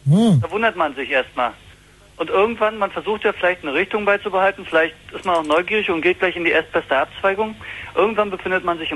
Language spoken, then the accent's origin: German; Rügen, Mecklenburg-Vorpommern, Germany; now in Berlin, Germany; Woher ich komme, ist ein bisschen schwierig. Von Rügen, aber ich bin jetzt in Berlin.